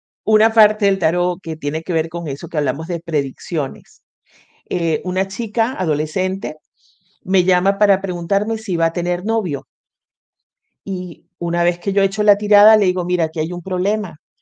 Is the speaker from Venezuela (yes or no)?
yes; Venezuela; no sé si se habrán dado cuenta por el acento, yo vivía en Venezuela, nací en Venezuela